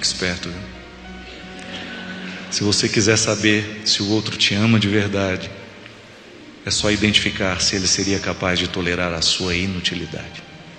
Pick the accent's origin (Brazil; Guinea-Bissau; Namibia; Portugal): Brazil; Formiga, Minas Gerais; quando eu era criança, eu ficava encantado vendo lá em Formiga, na cidade onde eu nasci